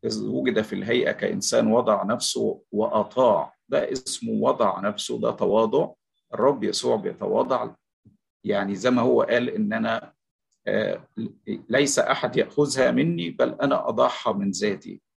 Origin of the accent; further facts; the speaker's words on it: Egypt; بحسب التعبير اللي نقوله في بلادنا مصر يعني،